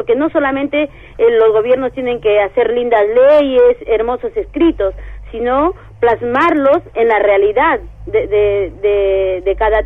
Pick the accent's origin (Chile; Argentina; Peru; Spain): Peru; yo soy peruana, si me pregunta por nacionalidad, sí. Pero a partir de la lucha en que estamos llevando ahora a nosotros, yo ya no me identifico como peruana en el ámbito migratorio.